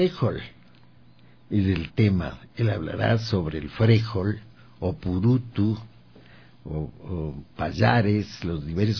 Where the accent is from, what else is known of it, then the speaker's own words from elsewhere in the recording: Baños de Agua Santa, Tungurahua, Ecuador; Y no era solo Quito, porque yo vengo de Baños de Agua Santa.